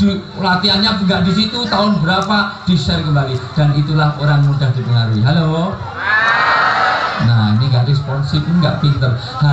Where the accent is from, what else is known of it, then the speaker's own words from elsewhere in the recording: Java, Indonesia; Saya asli orang Jawa, dalam tradisi Jawa orang tua disebut sepuh.